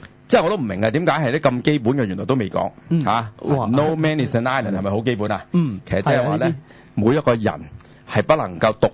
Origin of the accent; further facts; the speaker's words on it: Guangdong, China; 就係我哋廣東人呢好傳神